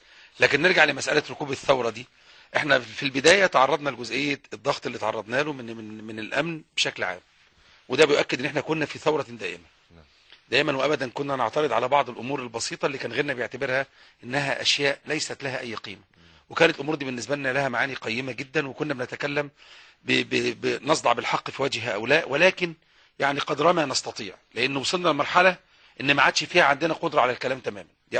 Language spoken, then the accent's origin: Arabic; Egypt; انا مواطن مصري محروم من العداله الاجتماعيه اعاني كل المعاناه. انا راجل النهارده دكتور 20 سنه في العنايه المركزه في حميات امبابه